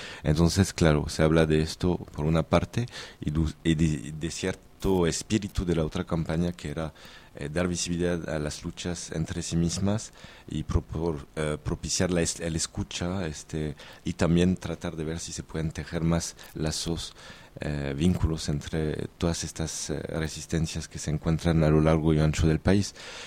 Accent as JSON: {"language": "Spanish", "country": "France", "moved": "as an adult", "lives_now": "Mexico", "said": "Básicamente yo soy de Francia. Llegué a México en el 2000, hace un poco más de 10 años."}